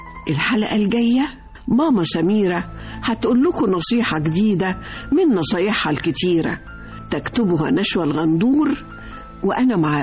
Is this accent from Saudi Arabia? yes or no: no; Egypt; دي إنسانيتنا ولهجتنا وأكلنا وعاداتنا وثقافتنا، والأهم من ده كله مصريتنا